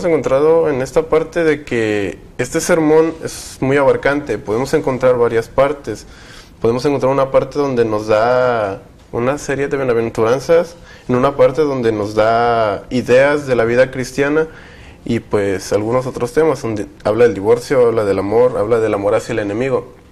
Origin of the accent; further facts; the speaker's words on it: Chiapas, Mexico; estudio químico clínico biólogo y soy de Chiapas.